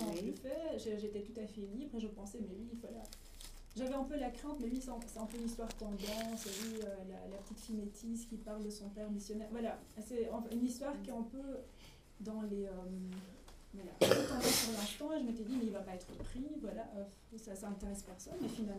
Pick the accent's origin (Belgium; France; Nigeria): Belgium; moi en grandissant, majoritairement en Belgique